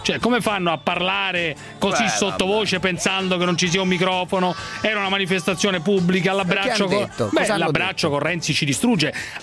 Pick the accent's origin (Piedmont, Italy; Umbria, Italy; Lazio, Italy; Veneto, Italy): Lazio, Italy; Rome; Sono romano.